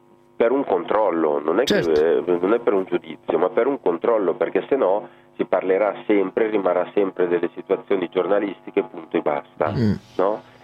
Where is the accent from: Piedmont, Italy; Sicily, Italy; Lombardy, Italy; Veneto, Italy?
Lombardy, Italy; essendo brianzolo anch'io, anche le battute in dialetto tante volte si fanno